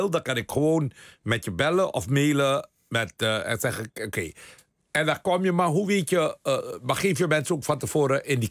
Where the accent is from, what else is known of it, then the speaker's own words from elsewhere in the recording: Suriname; Van Suriname, ja.